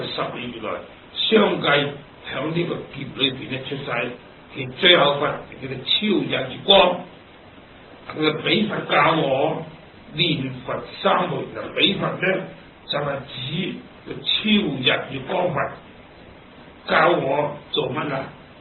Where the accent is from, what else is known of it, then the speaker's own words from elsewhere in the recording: China; 我哋中国人做字真系好聪明嘅。